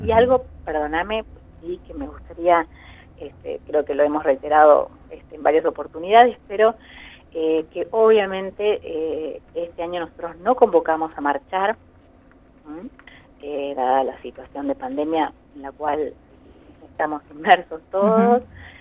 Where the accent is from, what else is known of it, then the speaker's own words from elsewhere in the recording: Argentina; tenemos que valorarnos como argentinos